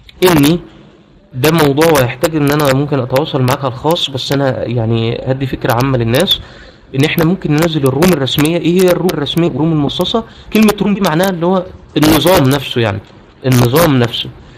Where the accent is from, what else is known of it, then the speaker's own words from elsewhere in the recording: Egypt; وعملت مشكله مع الشركه كبيره قوي انا عندنا في مصر